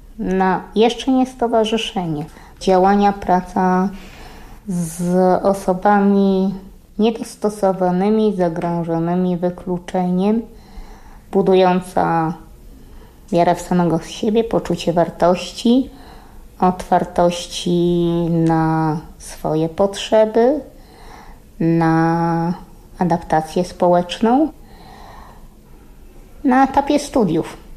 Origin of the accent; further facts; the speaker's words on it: Podlaskie Voivodeship, Poland; Urodziłam się, wychowałam na wsi, kilkadziesiąt kilometrów od Łomży. W takim miejscu, gdzie diabeł mówi dobranoc.